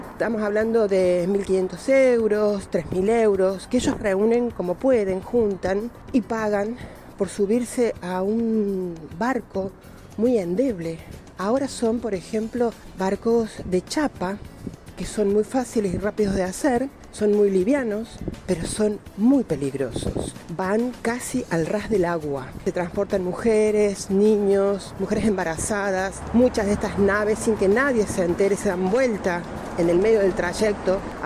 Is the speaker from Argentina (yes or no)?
yes; Argentina; pero como argentino cuesta mucho devolver ese favor